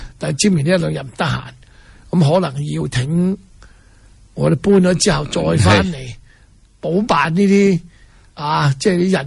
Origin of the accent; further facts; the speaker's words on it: Hong Kong; 当然对我们香港人视香港为家的人呢，这个都是家门不幸